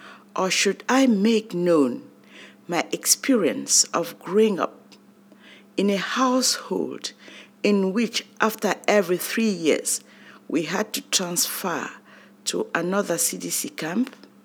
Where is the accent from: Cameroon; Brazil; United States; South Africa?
Cameroon; English is a second language; We spoke Nofi, Mendimba, Douala, Bakweri, Bassa, Douala, and other Cameroonian tribal languages only under the confines of our home.